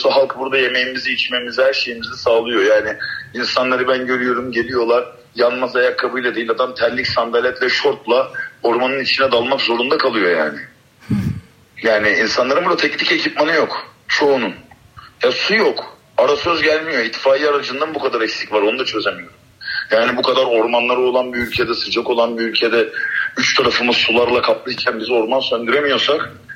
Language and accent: Turkish; İzmir, Turkey; Kendimiz İzmirliyiz bütün ekibimiz. Karşıyaka, Göztepe, Bornova, Çamdibi her yerden arkadaşımız var.